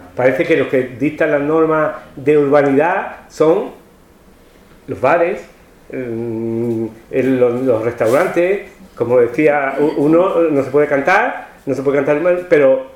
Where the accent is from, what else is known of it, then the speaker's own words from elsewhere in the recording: Huelva, Andalusia, Spain; moved away as an adult; now in Seville, Spain; cuando yo me vine de Huelva a estudiar a Sevilla